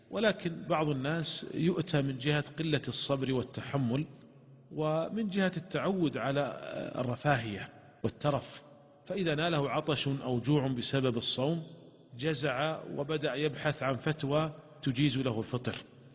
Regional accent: Saudi Arabia; مثلا عندنا في المملكة العربية السعودية قد يصل النهار قد يصل إلى 16 ساعة أو 17 ساعة

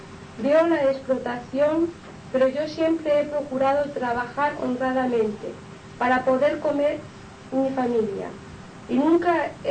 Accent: Inca, Balearic Islands, Spain; born there; now in Palma, Spain; les diré que soy mallorquín, nacido en Inca, pero hace muchos años que resido en Palma.

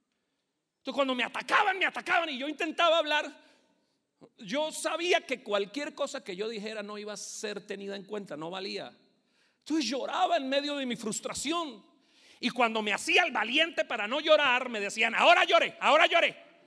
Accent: Bogotá, Colombia; born there; Cuando yo nací acá, escúcheme, yo nací en Bogotá.

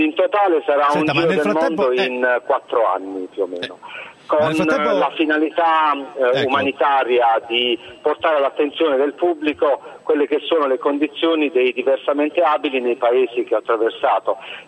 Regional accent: Manfredonia, Apulia, Italy; fino ad arrivare al mio paese natale a Manfredonia

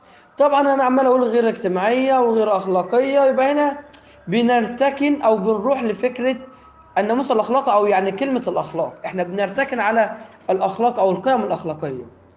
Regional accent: Egypt; ولكن عندنا في مصر جريمه

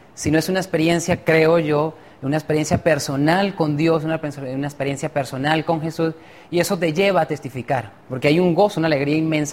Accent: Venezuela; soy de Venezuela y soy licenciado en teología.

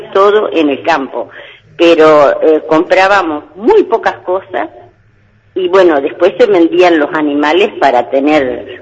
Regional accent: Pedro Luro, Buenos Aires Province, Argentina; No, no, nosotros somos de Pedro Luro.

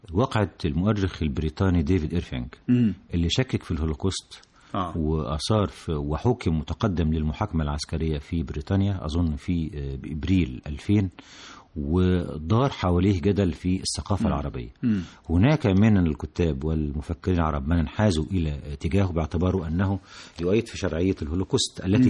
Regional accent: Egypt; لما أعلنت الجائزة الحقيقة كنت أنا فقط من مصر

